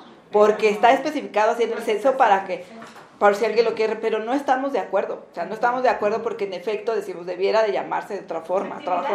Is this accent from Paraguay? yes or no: no; Mexico; las mujeres en Latinoamérica, las mujeres mexicanas somos, después de Chile, las que tenemos una mayor proporción de tiempo destinado